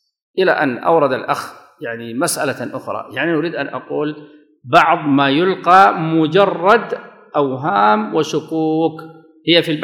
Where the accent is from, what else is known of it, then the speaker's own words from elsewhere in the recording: Sudan; هذا كان يقال عندنا في السودان